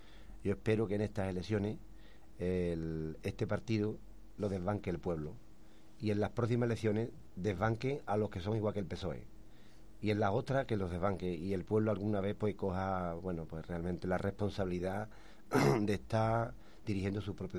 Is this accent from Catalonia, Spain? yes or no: no; El Coronil, Andalusia, Spain; Yo, por ejemplo, soy del Corní, de un pueblo